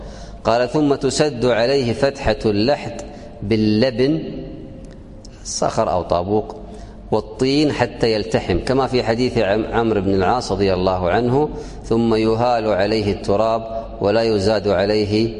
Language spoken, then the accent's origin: Arabic; Kuwait; الآن عندنا في الكويت يسمونه الشاهد